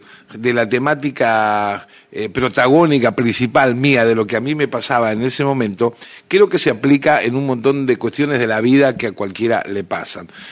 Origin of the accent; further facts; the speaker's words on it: Argentina; moved away; also born or lived in San Luis Potosí, Mexico; fue escrita cuando me fui de Argentina en el 78, fue escrita en el 79, en una casa de estudiantes en el Bajío de México, en San Luis Potosí.